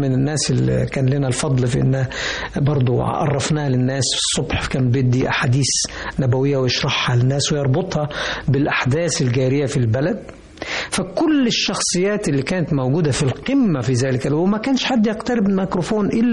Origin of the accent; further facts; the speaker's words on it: Mansoura, Dakahlia, Egypt; بحن طبعا الى المنشأ اللي نشأت فيه، منصورة مثلا، بلدنا يعني على النيل، جميلة جدا ولها شكل معين وفي مواطن جمالية متعددة جدا، برضو بحن وبسافر لها.